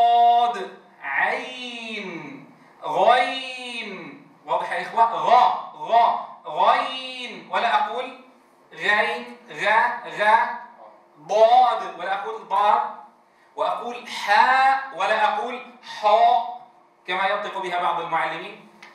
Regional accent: Syria; في لهجتنا مثلا نحن نقول همزة همزة، أو همزي كما في بعض مناطقنا في سوريا

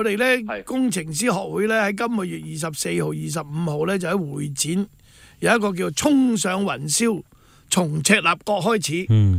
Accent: Hong Kong; 因為一做了之後呢，我們香港人對我們不是啊

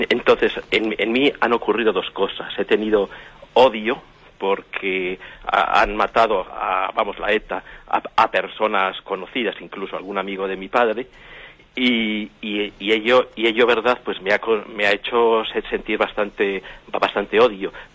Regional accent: Madrid, Community of Madrid, Spain; Mire, le llamo de Madrid. Soy uno, o soy oriundo del País Vasco, yo soy madrileño

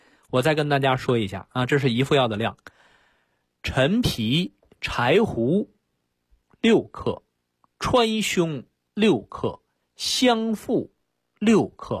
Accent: China; 那么我们中国人其实很早就提出来叫上士养心，下士才养病

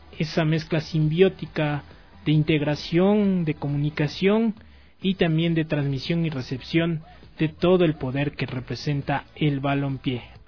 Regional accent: Ecuador; el sentir de somos ecuatorianos, somos una nación

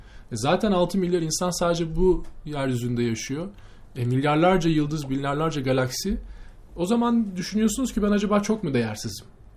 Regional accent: Ankara, Turkey; Memleketimi sorsan Ankaralıyım.

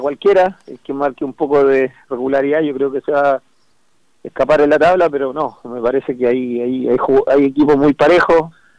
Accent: Peñaflor, Santiago Metropolitan Region, Chile; incluso somos ambos de Peñaflor, así que nos conocíamos mucho

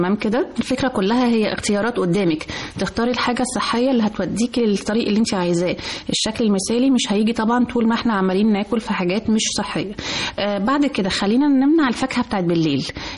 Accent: Egypt; كل احنا كمصريين كل ما حد يجي لنا استنى هنشرب مع بعض كوبايه شاي.

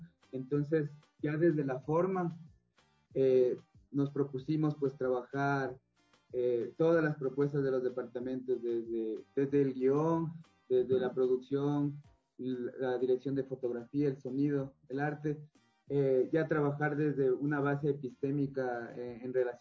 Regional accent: Quito, Pichincha, Ecuador; Mis padres, mi familia es de Loja, del sur. Yo soy quiteño, nací aquí, viví aquí

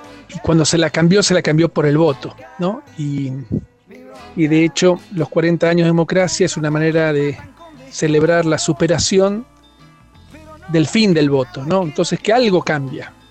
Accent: Los Coihues, Río Negro, Argentina; soy de Los Coihues.

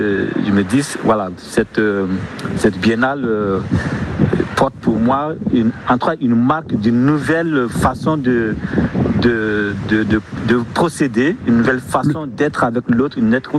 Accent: Ouagadougou, Centre, Burkina Faso; Moi, je viens du Burkina Faso, de Ouagadougou, la capitale du Burkina

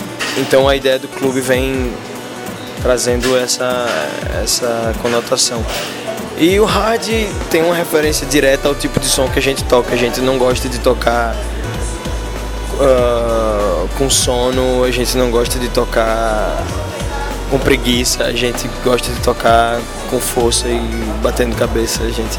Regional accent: Brazil; daqui do bairro da Boa Vista, que foi onde eu nasci e fui criado.

